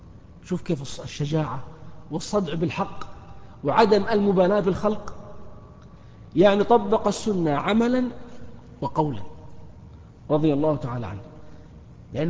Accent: Al-Ahsa, Eastern Province, Saudi Arabia; التي تعرف اليوم بالمنطقة الشرقية عندنا في الأحساء

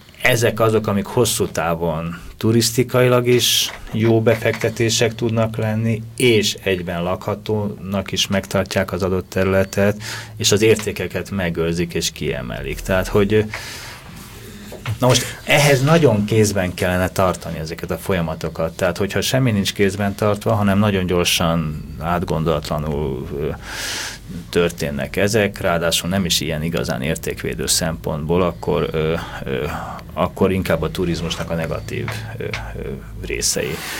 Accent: Budapest, Hungary; akik itt Budapesten nőttünk föl

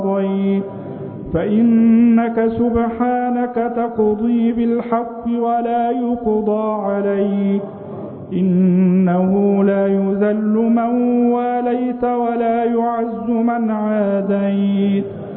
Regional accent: Egypt; بلدنا مصر

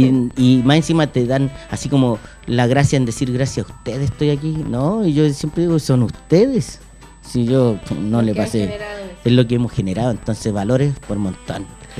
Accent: Puente Alto, Santiago Metropolitan Region, Chile; also born or lived in La Pintana; Yo soy de Puente Alto, soy nacido, criado, mis padres papeleros, mis abuelos papeleros, todo el rato.

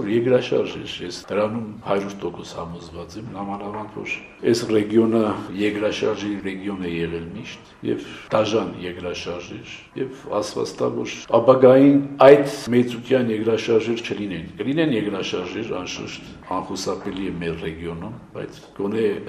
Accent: Gyumri, Shirak, Armenia; Ես գալիս էի տուն իմ ընտանիքին այցելության, որտեւ ես Գյումրից եմ։

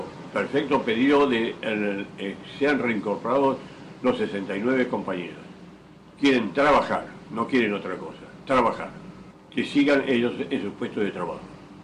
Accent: Argentina; Como ciudadano argentino, exijo paz y trabajo.

